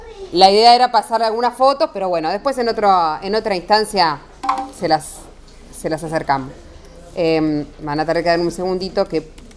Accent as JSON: {"language": "Spanish", "region": "Montevideo", "country": "Uruguay", "lives_now": "La Plata, Argentina", "said": "Yo soy de Uruguay, de Montevideo, soy del colectivo feminista Minervas, estoy viviendo en La Plata"}